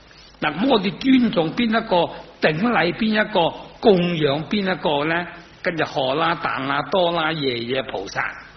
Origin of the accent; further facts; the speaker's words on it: China; 每一个人我哋系中国人